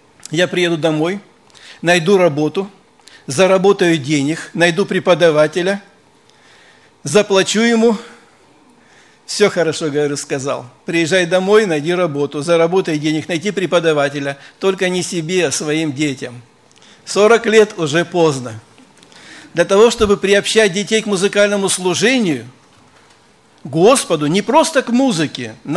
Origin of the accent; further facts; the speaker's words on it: Rostov-on-Don, Rostov Oblast, Russia; Я сам из Ростова